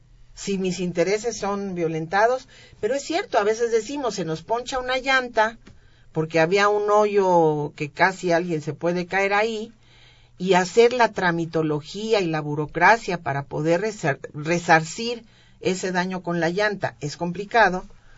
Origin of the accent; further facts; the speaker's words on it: Colima, Mexico; born there; yo soy una persona de cuna pobre. Yo nací en Colima, soy hija, la décima hija, en donde, bueno, una familia de 10 y soy la décima